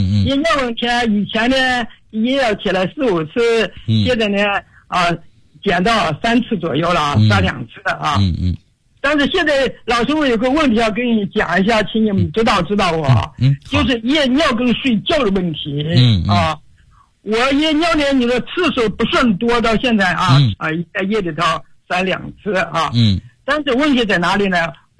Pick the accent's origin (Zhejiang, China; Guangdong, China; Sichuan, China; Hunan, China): Guangdong, China; Foshan; 我来自广东佛山，今年已经84周岁了。